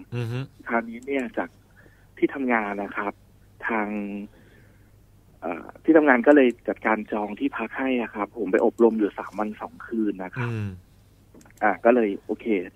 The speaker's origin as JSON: {"language": "Thai", "region": "Khon Kaen", "country": "Thailand", "tie": "born or raised there", "said": "้อยู่จังหวัดขอนแก่นครับ"}